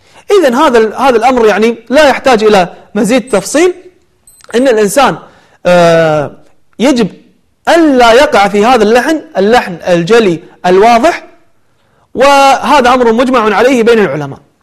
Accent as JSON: {"language": "Arabic", "country": "Kuwait", "said": "أو عندنا بالكويت قير المقطوب عليهم قيري"}